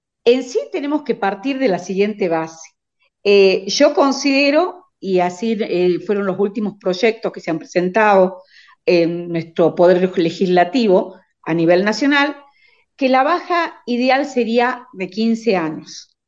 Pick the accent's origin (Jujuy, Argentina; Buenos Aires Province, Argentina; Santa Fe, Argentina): Jujuy, Argentina; Si vos me preguntás cuál es la situación en mi provincia, o sea, en Jujuy